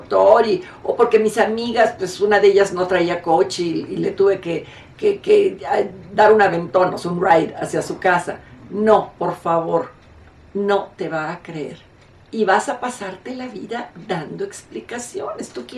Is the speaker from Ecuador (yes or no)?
no; Mexico; Aquí en mi país, en México, antiguamente nos casábamos